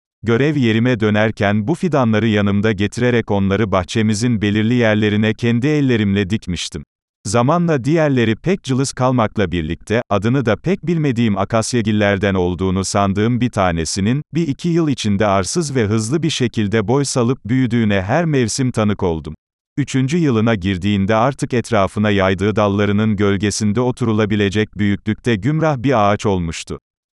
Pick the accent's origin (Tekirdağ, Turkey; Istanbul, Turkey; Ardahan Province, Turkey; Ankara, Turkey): Ankara, Turkey; Çamlıdere; tatil için gittiğim kendi memleketim Çamlıdere'den dönerken